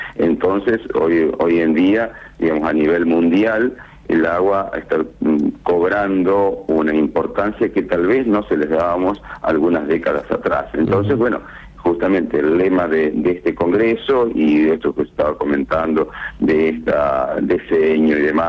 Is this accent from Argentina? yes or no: yes; Argentina; pero como argentinos, con una visión más amplia